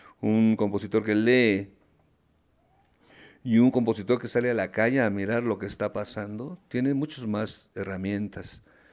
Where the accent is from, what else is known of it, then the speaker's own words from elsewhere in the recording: Mexico City, Mexico; born there; Yo nací en la Ciudad de México, te decía hace un rato.